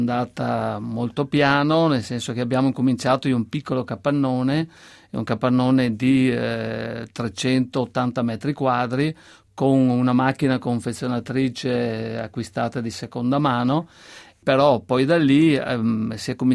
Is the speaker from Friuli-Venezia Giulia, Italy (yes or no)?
no; Veneto, Italy; noi siamo veneti, i legumi sono soprattutto i fagioli e sono usati molto